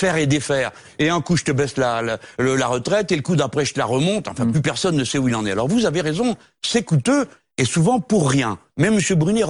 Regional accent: France; Bon, nous sommes Français, nous partageons les malheurs et les bonheurs de notre pays.

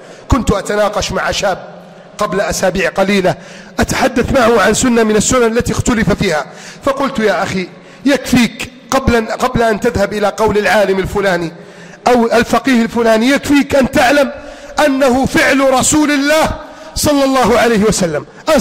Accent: Egypt; واجعل بلدنا مصر آمنا مطمئنا سخاء رخاء عظيما منتصرا كبيرا

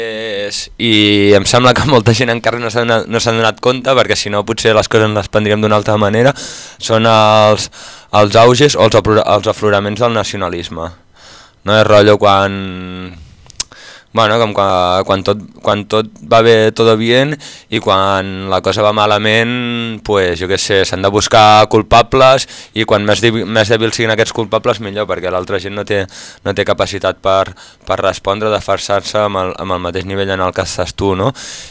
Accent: Manresa, Catalonia, Spain; Spanish is a second language; me quiero mi tierra, me gusta el catalán y utilizo el catalán

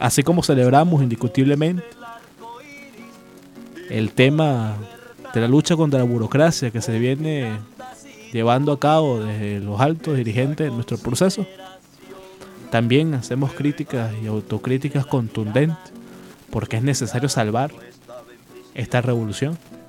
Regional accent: Venezuela; nosotros como venezolanos, como bolivarianos

